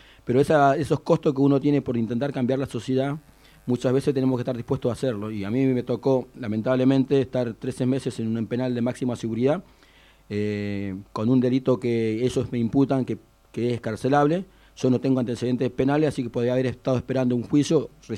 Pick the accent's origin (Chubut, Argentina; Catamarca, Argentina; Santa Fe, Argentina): Chubut, Argentina; Comodoro Rivadavia; Yo soy nacido y criado en Comodoro Rivadavia, desde que nací vivo en el mismo barrio.